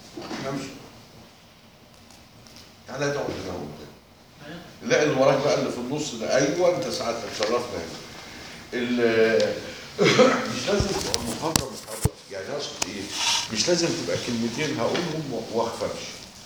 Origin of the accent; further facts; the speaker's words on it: Egypt; في مثل بلدي يا اولاد بيقول لك ايه عندنا في مصر؟